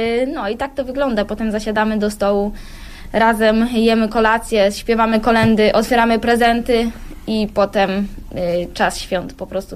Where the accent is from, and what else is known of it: Pęgów, Lower Silesian Voivodeship, Poland; born or raised there; now in Wolfsburg, Germany